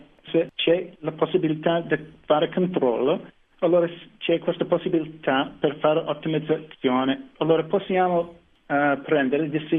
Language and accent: Italian; United States; Italian is a second language; sono americano e me la cavo con la lingua, ma sto imparando ancora.